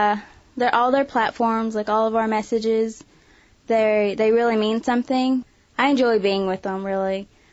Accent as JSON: {"language": "English", "town": "Sallisaw", "region": "Oklahoma", "country": "United States", "said": "I'm from Sallisaw, Oklahoma."}